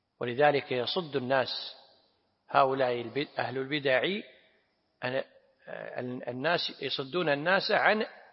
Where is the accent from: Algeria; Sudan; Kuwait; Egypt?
Kuwait; أنا أدركت بعض القبائل عندنا في الكويت في الثمانينات